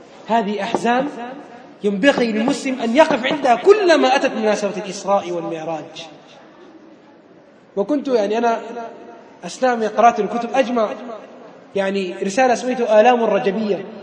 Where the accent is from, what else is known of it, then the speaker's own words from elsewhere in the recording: Khartoum, Sudan; عندنا في الخرطوم واحد من المشايخ